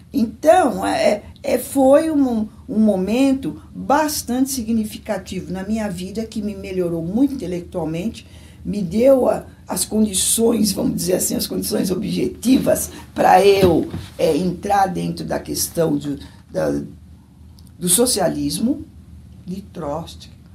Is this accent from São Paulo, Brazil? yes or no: yes; São Paulo, Brazil; eu nasci em São Paulo, sou paulistana. Eu nasci no Hospital São Paulo, na Avenida Paulista, sou super paulistana. E eu nasci em 1955, no dia 24 de agosto, 24 de agosto de 1955.